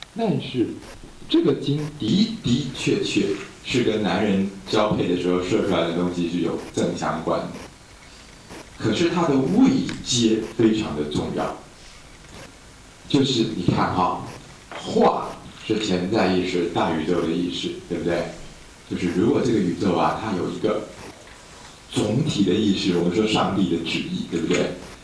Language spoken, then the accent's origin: Chinese; Taiwan; 我们台湾人鬼魂叫阿飘，你们叫什么？